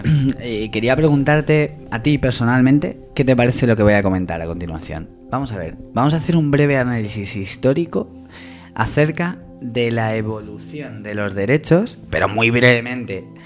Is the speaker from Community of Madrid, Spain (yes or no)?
yes; Madrid, Community of Madrid, Spain; Lo digo como profesor de historia, como madrileño